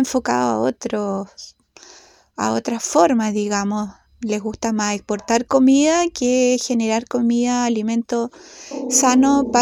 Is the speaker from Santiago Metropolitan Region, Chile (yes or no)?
no; Hualañé, Maule, Chile; soy de Gualañé y mi lugar de origen de nacimiento es Mewimapu.